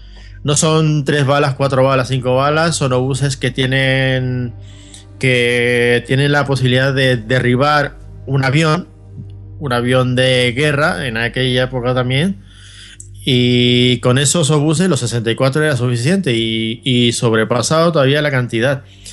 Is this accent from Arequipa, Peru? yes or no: yes; Arequipa, Peru; mi tierra natal, Arequipa, que es una ciudad maravillosa, que para ubicarnos un poquito, pues se encuentra a 682 kilómetros aproximadamente al suroeste de la ciudad de Lima, la capital de Perú.